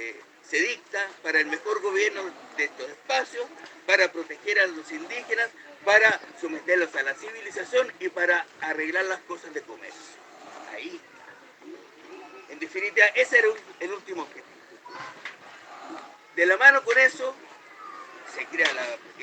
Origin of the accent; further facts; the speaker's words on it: Chile; Y esa parte a nosotros como chilenos nos pertenece.